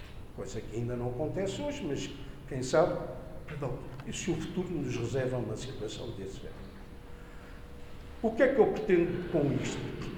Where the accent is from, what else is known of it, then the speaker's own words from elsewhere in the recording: Lisbon, Portugal; born there; eu sou goês de coração e se calhar devia ter nascido aqui em Panjim e não em Lisboa